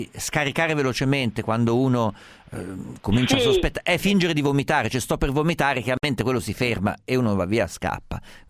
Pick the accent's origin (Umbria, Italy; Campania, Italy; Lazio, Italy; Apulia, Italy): Umbria, Italy; Diciamo, io sono umbro